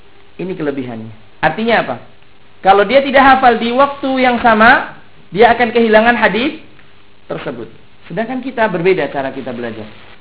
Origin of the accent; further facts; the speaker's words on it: Indonesia; Ya, seperti kalau saya dari Indonesia, Al-Indonesi, antum dari Malaysia, Al-Malaysi.